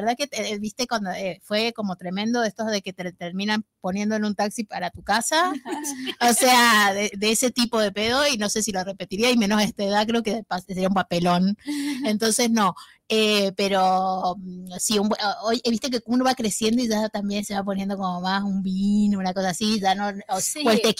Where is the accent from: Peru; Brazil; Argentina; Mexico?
Argentina; San Juan; más de donde yo soy, que soy sanjuanina, que es la tierra del buen sol y del buen vino, aparte de Mendoza.